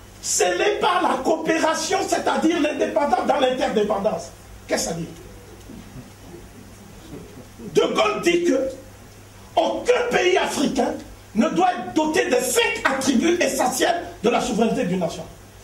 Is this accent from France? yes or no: no; Benin; Je suis du Bénin, donc je parle en connaissance de cause.